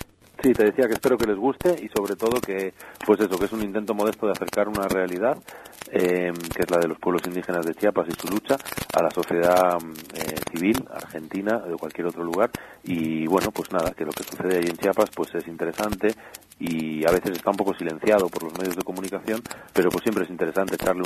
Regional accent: Basque Country, Spain; ahora que estoy otra vez en mi tierra, en el País Vasco

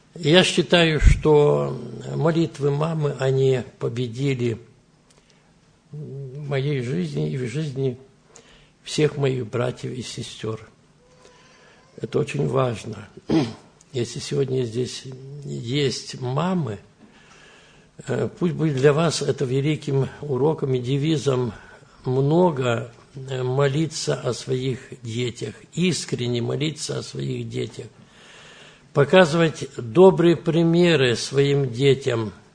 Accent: Brest Region, Belarus; Я родился здесь, в Белоруссии, в Брестской области, Драгичинский район, в сельской местности родился.

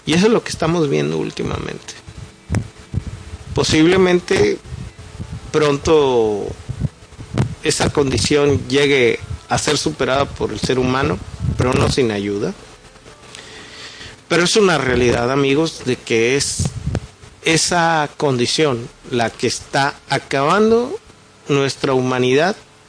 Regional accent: Mexico; no solo a nosotros como mexicanos, al resto de las poblaciones del mundo

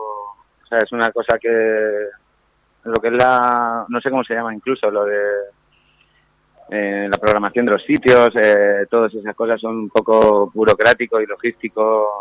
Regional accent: Matola, Valencian Community, Spain; Soy un chaval de Matola que nació entre Limoneros y Granados, con un algarrobo cerca

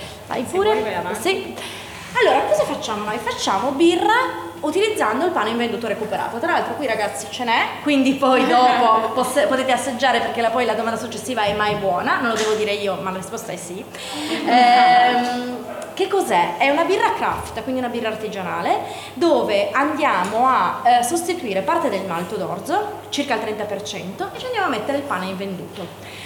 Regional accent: Turin, Piedmont, Italy; per noi da torinesi è un po' un arrivare nella città dove insomma accadono tante cose

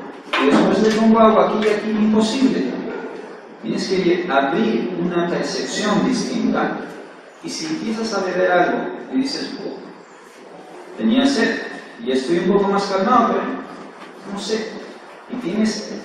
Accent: Peru; Yo provengo, como todo peruano, provengo de un ambiente igual que el de ustedes.

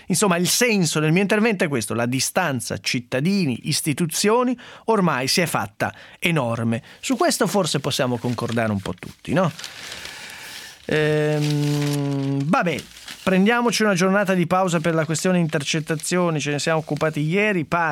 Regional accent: Sicily, Italy; io sono siciliana

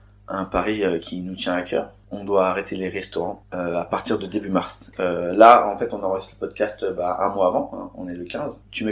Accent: France; Je suis un bon français

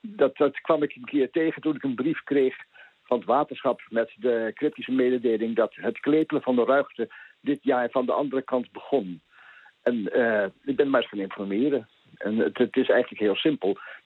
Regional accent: Amsterdam, North Holland, Netherlands; now in Dalfsen, Netherlands; Ik kom uit Amsterdam.

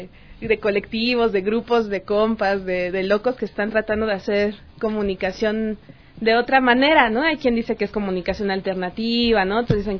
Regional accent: Mexico; somos originarios de distintos lados también, ¿no? Hay una chica ecuatoriana, pero también hay peruanos, yo que vengo de México.

